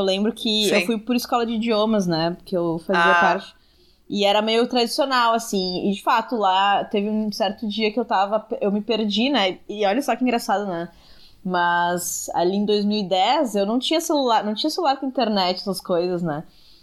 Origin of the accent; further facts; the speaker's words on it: Carlos Barbosa, Rio Grande do Sul, Brazil; now in Porto Alegre, Brazil; Eu sou de Carlos Barbosa, na Serra Gaúcha.